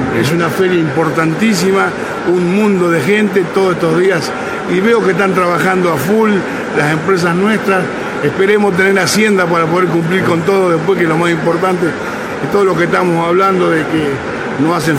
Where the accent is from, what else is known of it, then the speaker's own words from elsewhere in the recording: Argentina; yo siempre tuve confianza en que en un país como nuestro, como Argentina, que la carne es mundialmente conocida